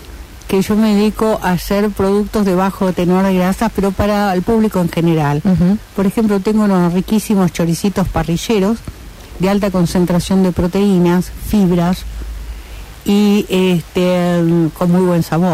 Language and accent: Spanish; Rosario, Santa Fe, Argentina; also born or lived in Salta; yo por ejemplo me considero muy rosarina, porque mi formación es rosarina, pero yo nací en Salta, una zona endémica, digamos, de desnutrición